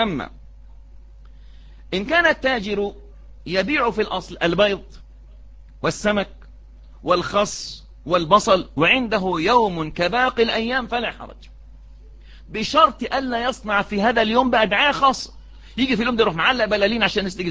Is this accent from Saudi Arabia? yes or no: no; Egypt; دي عادة وإحنا كشعب مصري مش عارفين بنعيد